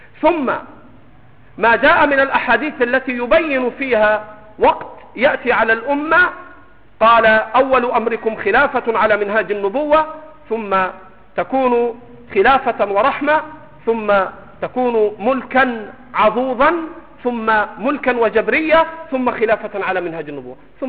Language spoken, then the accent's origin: Arabic; Egypt; سمك الأراميط عندنا في مصر سمك عليه دهن